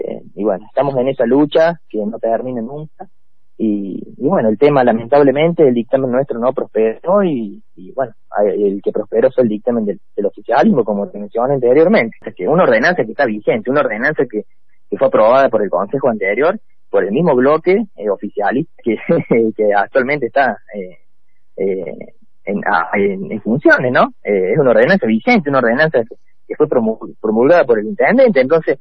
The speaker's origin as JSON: {"language": "Spanish", "town": "Villa Jardín", "region": "Buenos Aires", "country": "Argentina", "tie": "born or raised there", "said": "Yo soy nativo, criado en Villa Jardín, me hablas de San Pedro, de toda esa zona, y en los afectuosos es algo muy importante para mí. Yo me crié jugando en toda esa zona."}